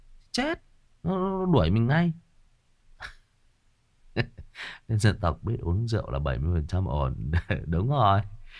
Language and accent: Vietnamese; Lai Chau Province, Vietnam; cái gốc của tôi là ở người Kinh ở dưới Hưng Yên cơ. Tại vì tôi lớn lên ở đây với họ mà các bạn.